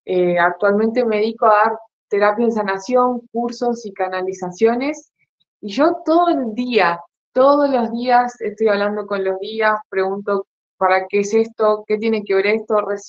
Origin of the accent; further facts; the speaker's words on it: Argentina; gracias por la presentación, Fairuz. Ahora estoy viviendo en Mar del Plata, soy argentina.